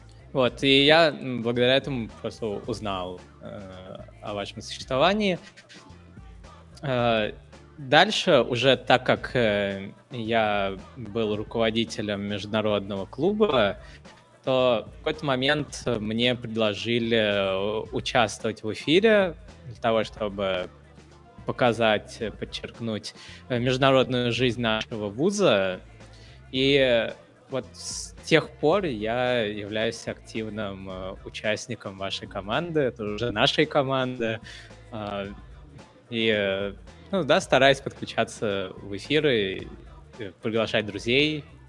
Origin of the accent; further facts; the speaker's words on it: India; я вот, например, из Индии, да, и я спокойно могу общаться со студентами из Китая